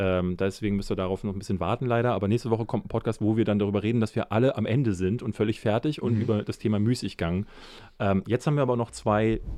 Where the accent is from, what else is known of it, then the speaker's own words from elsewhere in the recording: Berlin, Germany; Aber ich bin ja in Marzahn groß geworden, deswegen wäre es wahrscheinlich ein Heimspiel gewesen.